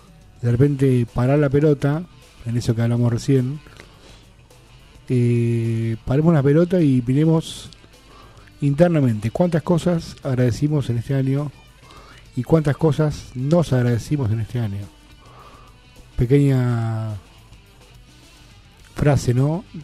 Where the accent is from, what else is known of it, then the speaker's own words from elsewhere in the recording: Argentina; ojalá que como argentinos dejemos de pelearnos entre nosotros